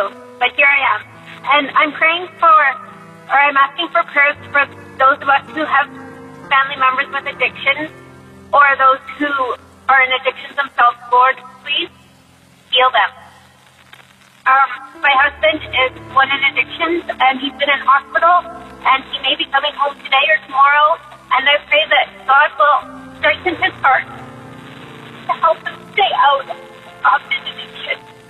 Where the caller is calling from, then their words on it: Mission, British Columbia, Canada; I'm calling from Mission, British Columbia, Canada.